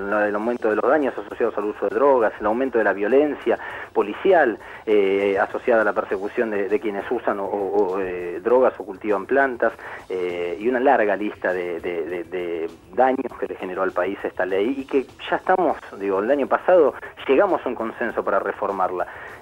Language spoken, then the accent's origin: Spanish; Argentina; nosotros como argentinos